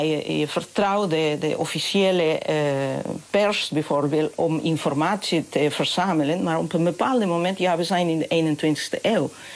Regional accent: Huancayo, Junín, Peru; Dutch is a second language; also born or lived in Lima; Dat zijn de liedjes dat ik ben opgegroeid toen ik in Huancayo woonde. Maar later ben ik dus naar de universiteit in Lima gegaan.

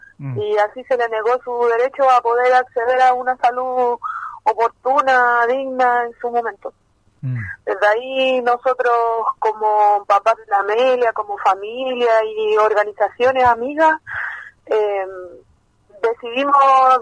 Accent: Valparaíso, Chile; yo soy, bueno … trabajo en el Centro Comunitario Las Cañas junto a mi compañero, somos de aquí de Valparaíso

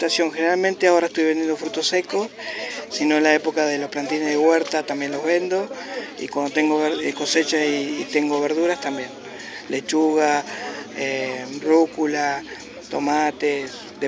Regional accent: Pellegrini, Buenos Aires Province, Argentina; moved away as an adult; now in Santa Rosa, Argentina; Soy de Pellegrini, hace 22 años que vine acá a Santa Rosa de la Pampa.

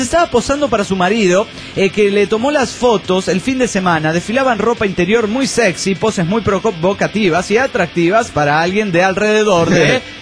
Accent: Mexico City, Mexico; del DF mexicano!

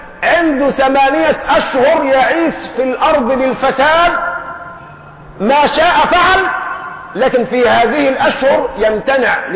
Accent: Egypt; لكن احنا كشعب مصري جعلنا الصرمة أكرمكم الله بسموها البرطوشة القديمة

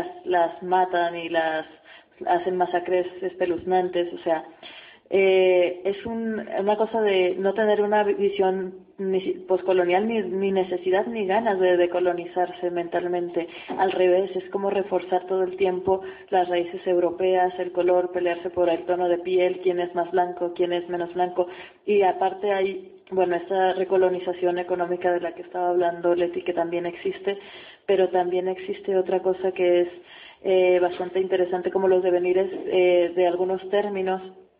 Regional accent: Mexico; Y el narcotráfico en México, qué bien que lo tocaste, pues es un problema de género en mi país

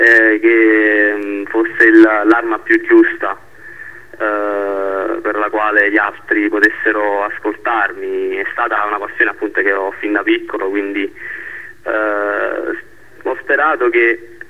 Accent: Naples, Campania, Italy; quelli che sono di Scampia, soprattutto ai giovani di Scampia, perché siamo proprio noi il futuro di questo quartiere.

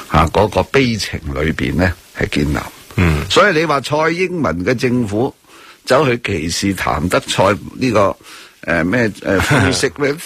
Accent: Hong Kong; 所以希望大家不要讲我们香港人呢就活在一个国际城市啦

